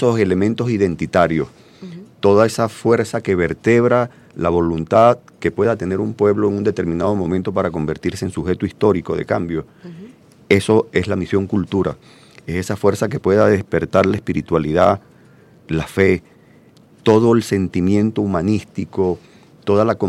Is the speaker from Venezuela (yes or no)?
yes; Venezuela